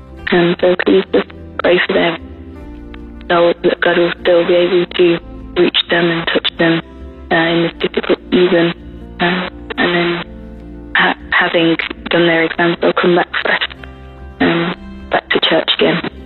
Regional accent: England, United Kingdom; from England.

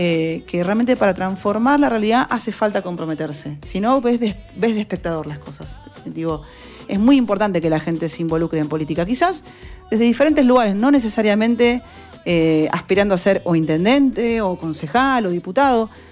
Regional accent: Quilmes, Buenos Aires Province, Argentina; nacida en Quilmes, nací en La Modelo.

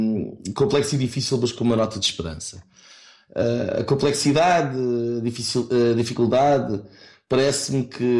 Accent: Lisbon, Portugal; also born or lived in Cascais; now in Leuven, Belgium; Já estou aqui há 3 anos, sou originário de Lisboa e Cascais, onde cresci

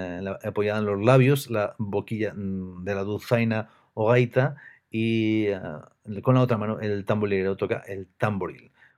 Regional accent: Salamanca, Castile and León, Spain; el músico de mi tierra, el músico salmantino

